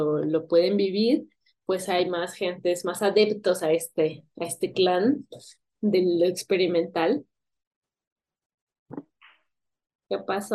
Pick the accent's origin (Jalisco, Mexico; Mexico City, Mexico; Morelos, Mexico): Morelos, Mexico; Tepoztlán; resultó que vivía en Tepoztlán también, de donde yo soy